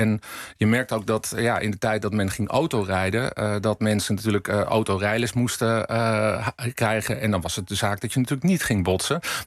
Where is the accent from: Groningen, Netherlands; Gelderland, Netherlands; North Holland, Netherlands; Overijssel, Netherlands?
North Holland, Netherlands; Laren; Ik kom zelf uit Laren, dorp naast Blaricum.